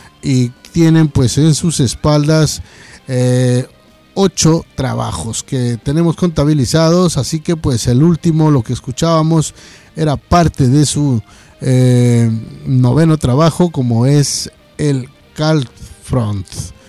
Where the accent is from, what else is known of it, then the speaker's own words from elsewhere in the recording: Ecuador; moved away; a nosotros por acá como ecuatorianos que estamos en tierras lejanas.